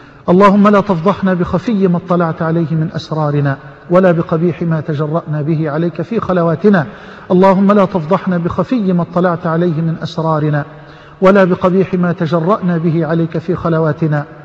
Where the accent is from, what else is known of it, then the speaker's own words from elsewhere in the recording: Egypt; واجعل بلدنا مصر واحة للأمن والأمان